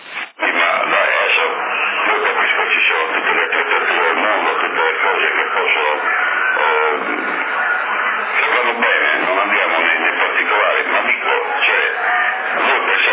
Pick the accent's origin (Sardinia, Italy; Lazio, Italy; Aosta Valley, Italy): Sardinia, Italy; Io credo che, non perché sono sardo e difendo i sardi